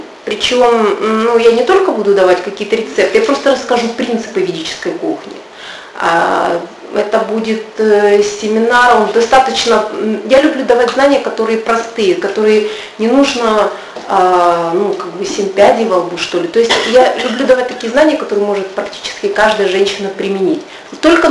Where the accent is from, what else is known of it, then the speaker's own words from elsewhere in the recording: Kazakhstan; какие в Казахстане, «Эль», да? Ну, я же не из России. Ну, у нас «Космополитен», «Базар», да, «Эль».